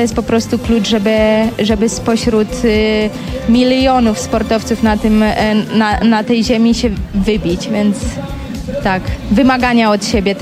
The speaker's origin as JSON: {"language": "Polish", "town": "Bydgoszcz", "region": "Kuyavian-Pomeranian Voivodeship", "country": "Poland", "lives_now": "Girona, Spain", "said": "nie ukrywam, że pochodzę z Bydgoszczy, a tam tereny do przede wszystkim treningu kolarskiego nie są najlepsze, bo są po prostu bardzo płaskie"}